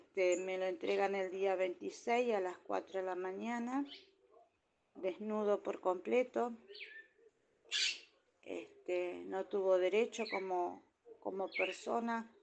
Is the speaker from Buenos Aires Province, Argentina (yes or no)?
no; Paraná, Entre Ríos, Argentina; Hola, muy buenos días. Soy de Paraná, Entre Ríos.